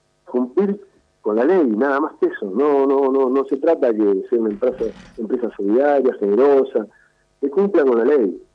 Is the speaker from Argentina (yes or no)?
yes; Moreno, Buenos Aires Province, Argentina; soy de Moreno, nací en Moreno